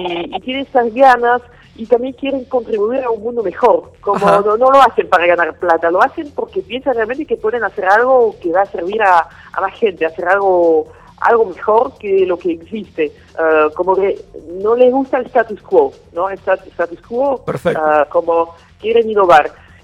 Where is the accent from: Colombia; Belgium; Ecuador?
Belgium; Spanish is a second language; also born or lived in South Africa; now in Buenos Aires, Argentina; Sí, yo soy belga.